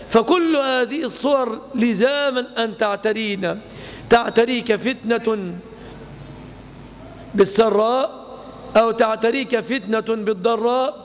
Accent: Egypt; نعيش في بلادنا مصر زمانا طويلا آمنين مطمئنين،

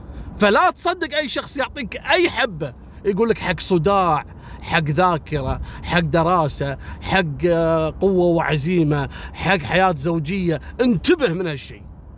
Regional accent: Kuwait; إحنا عندنا في الكويت مسوين حملة لضبط المخدرات

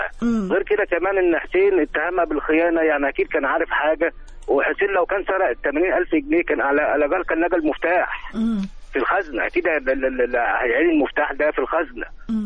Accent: Sharqia Governorate, Egypt; انا من زازين ان شاء الله.

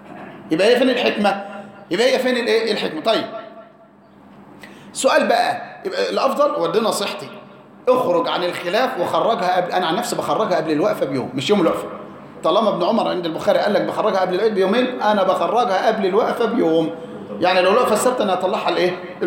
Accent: Egypt; غالب قوت البلد عندنا في مصر ايه؟ الرز

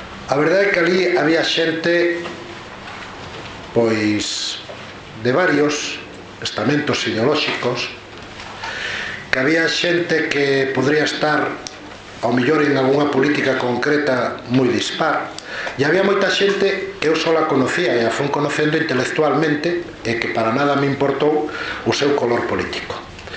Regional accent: Ourense, Galicia, Spain; como ourensán

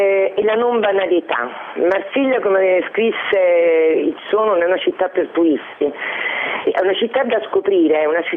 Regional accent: Rome, Lazio, Italy; Mi sono anche innamorata di un uomo napoletano che ho sposato, ho partorito mio figlio a Napoli, pur essendo io romana.

